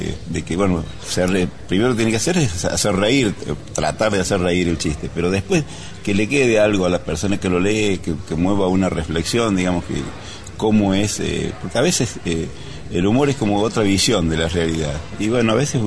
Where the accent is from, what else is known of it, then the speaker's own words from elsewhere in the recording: La Carlota, Córdoba, Argentina; Yo soy de La Carlota. Y después me fui a Río Cuarto para trabajar en Diario Puntal